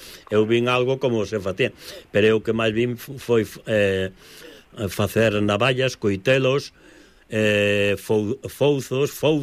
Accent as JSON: {"language": "Galician", "region": "Galicia", "country": "Spain", "lives_now": "Barcelona, Spain", "said": "os galegos que estamos en Barcelona."}